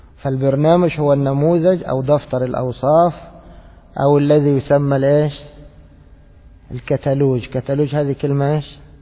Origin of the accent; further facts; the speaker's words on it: Egypt; يعني أنا مرة ذهبت أشتري عندنا في مصر